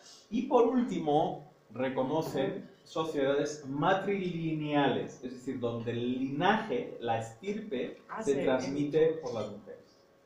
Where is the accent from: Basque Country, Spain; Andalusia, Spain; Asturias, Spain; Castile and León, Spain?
Basque Country, Spain; el País Vasco español, porque somos parte del País Vasco.